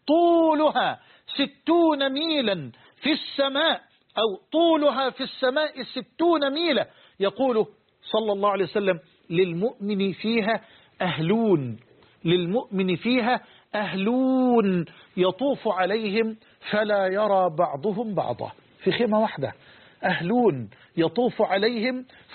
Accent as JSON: {"language": "Arabic", "country": "Egypt", "said": "عندنا في مصر بلوع عجلة برا اللي هي البايسكل"}